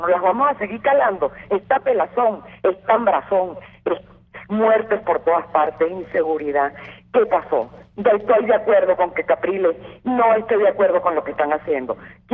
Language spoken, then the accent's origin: Spanish; Venezuela; Nosotros somos defensores de la democracia, los padres de la democracia. Somos los venezolanos.